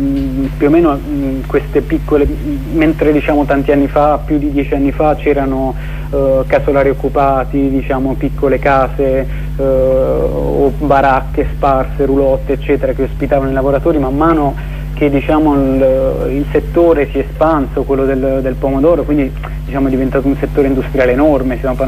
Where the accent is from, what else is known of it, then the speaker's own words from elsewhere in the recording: Apulia, Italy; io sì, essendo pugliese